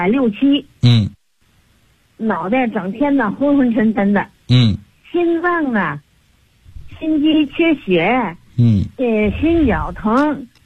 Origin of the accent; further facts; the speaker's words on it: Tianjin, China; 我是天津的。